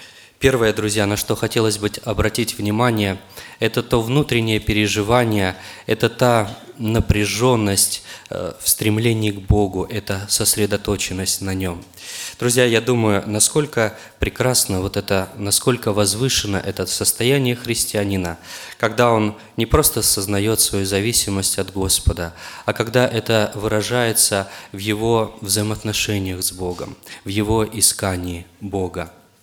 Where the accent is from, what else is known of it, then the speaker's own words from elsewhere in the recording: Oryol, Oryol Oblast, Russia; я из Орла